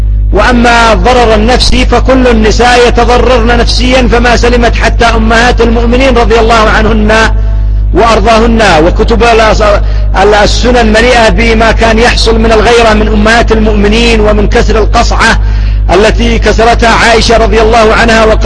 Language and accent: Arabic; Yemen; الحال عندنا في اليمن بالعكس، إلا فيما ندر، أن عندنا في اليمن لو طلقت يؤمن أن تتزوج